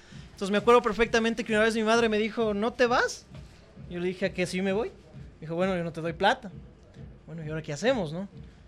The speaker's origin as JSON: {"language": "Spanish", "town": "Guaranda", "region": "Bolívar", "country": "Ecuador", "tie": "born or raised there", "also_born_or_lived": "Ambato", "said": "cuando yo viví en Guaranda. Yo soy de Ambato, nací en la ciudad de Ambato, pero toda mi vida viví en Guaranda."}